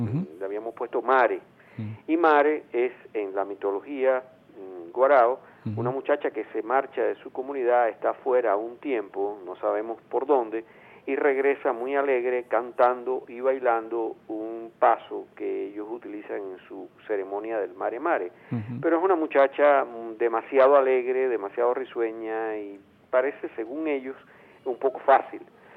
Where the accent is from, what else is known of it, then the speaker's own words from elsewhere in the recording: Venezuela; lo que somos los venezolanos